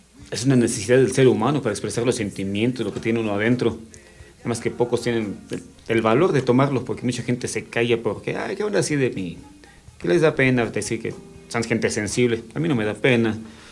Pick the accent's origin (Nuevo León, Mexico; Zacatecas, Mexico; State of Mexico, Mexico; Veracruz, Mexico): State of Mexico, Mexico; Nezahualcóyotl; moved away as an adult; Me crié en Nesa mis primeros 20 años de vida. Y empecé a ir de un lado para el otro por mi trabajo, por la música, siempre alternando entre. Y terminé convirtiéndome en un extranjero en mi propia tierra.